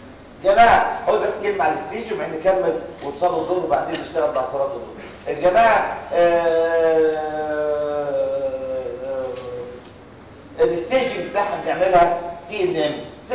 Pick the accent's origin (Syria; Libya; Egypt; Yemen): Egypt; كل ده كلام ابليكابل عندنا في مصر